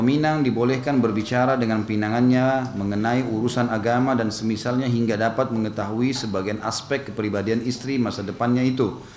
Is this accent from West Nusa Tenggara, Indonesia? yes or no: no; South Sulawesi, Indonesia; born there